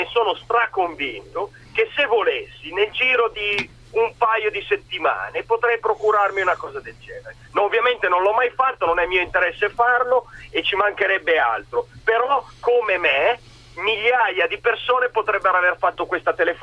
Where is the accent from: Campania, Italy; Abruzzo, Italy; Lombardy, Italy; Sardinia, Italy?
Lombardy, Italy; Milan; sono di Milano.